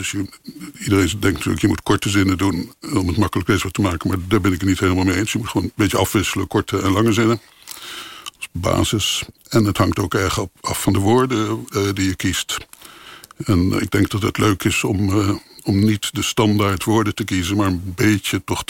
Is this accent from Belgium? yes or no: no; The Hague, South Holland, Netherlands; Nou, dat ben ik ook. Ik kom ook uit Den Haag.